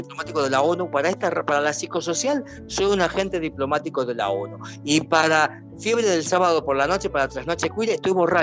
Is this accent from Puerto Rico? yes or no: no; Argentina; yo también soy argentino, qué vergüenza esta gente, por favor.